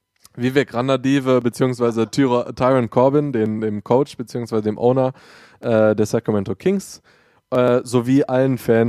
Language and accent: German; Düsseldorf, North Rhine-Westphalia, Germany; Ich für meinen Teil bin 27, wir sind beide aus Düsseldorf, der Stadt am Rhein.